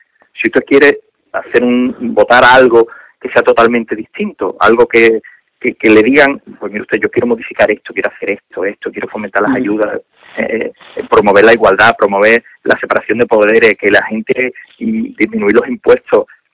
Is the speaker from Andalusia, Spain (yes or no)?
yes; Cádiz, Andalusia, Spain; aquí en Cádiz, yo digo, si el 40% está parado. Que voy a mantener al que mantiene parado el 40% de mi tierra.